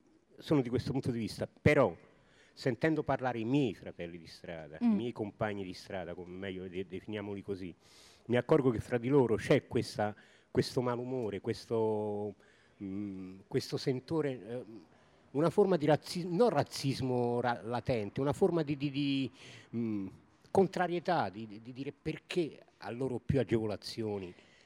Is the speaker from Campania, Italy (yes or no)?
yes; Naples, Campania, Italy; now in Bologna, Italy; Io vengo da Bologna, però sono nativo di Napoli e sono circa 18 anni che vivo a Bologna.